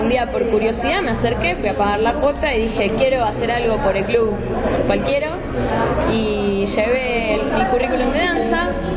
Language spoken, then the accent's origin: Spanish; Merlo, Buenos Aires Province, Argentina; yo también soy de provincia, soy de Merlo